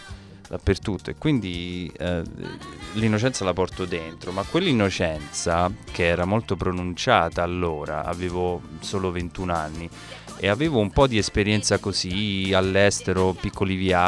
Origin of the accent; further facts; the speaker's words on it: Campobasso, Molise, Italy; Io vengo da Campobasso, che per chi non lo sapesse...